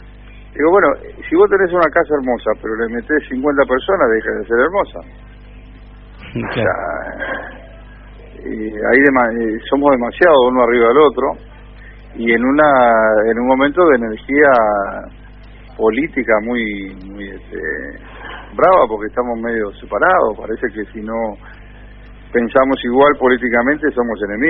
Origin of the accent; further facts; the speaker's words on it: Monte Grande, Buenos Aires Province, Argentina; also born or lived in Villa Diamante; Yo soy, como sabrás, de Monte Grande, yo nací ahí. Después viví hasta los 10 años en Villa Diamante, después volví a Monte Grande.